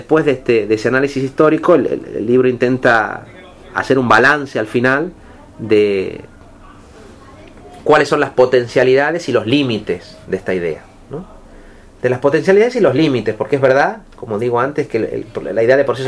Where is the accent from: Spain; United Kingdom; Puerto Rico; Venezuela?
Spain; Catalonia; Es verdad, yo vengo de Cataluña.